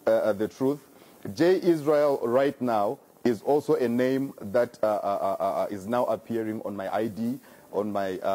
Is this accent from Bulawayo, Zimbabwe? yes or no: yes; Bulawayo, Zimbabwe; now in Harare, Zimbabwe; I am from Zimbabwe and I was born and bred in Bulawayo. And but after some time, I moved to the capital city of Zimbabwe called Harare.